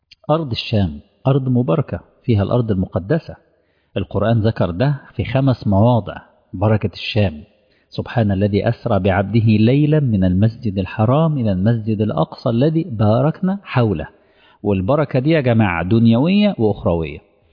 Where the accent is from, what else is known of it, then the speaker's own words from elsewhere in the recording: Egypt; منطقة العريش عندنا في مصر